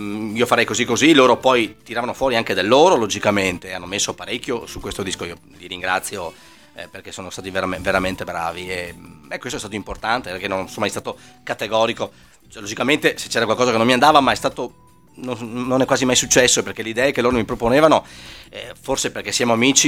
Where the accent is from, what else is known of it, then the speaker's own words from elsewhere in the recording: Padua, Veneto, Italy; born there; Quando parlo di case prima periferia, dove sono nato all'Arcella